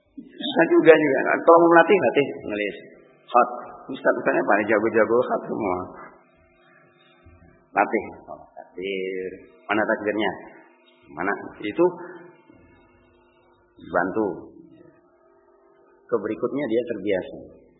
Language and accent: Indonesian; Sumatra, Indonesia; Kami orang Sumatera dulu dapat kayak gitu.